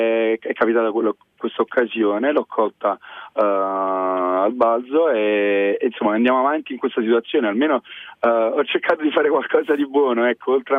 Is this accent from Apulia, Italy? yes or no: no; Naples, Campania, Italy; io sono napoletano e tengo molto la mia città